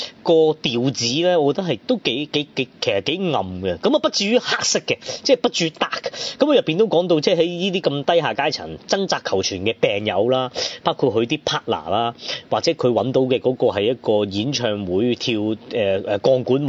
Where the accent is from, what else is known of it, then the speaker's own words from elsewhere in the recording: Hong Kong; 我哋香港人睇可能就冇咁投入啦